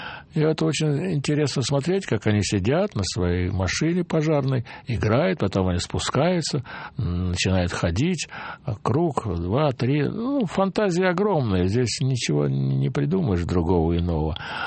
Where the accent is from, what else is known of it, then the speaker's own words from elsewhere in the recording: Moscow, Russia; я ему сказал, вот я из Москвы